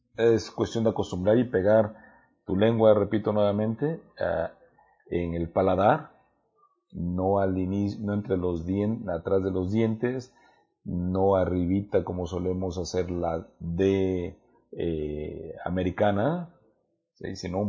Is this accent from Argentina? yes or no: no; Mexico; no todos tenemos buena dicción o buena pronunciación, aun cuando somos mexicanos.